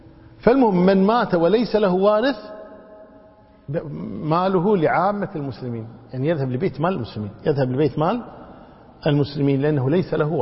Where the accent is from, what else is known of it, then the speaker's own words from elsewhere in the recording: Kuwait; يمكن حنا عندنا بالكويت نعمل الحمد لله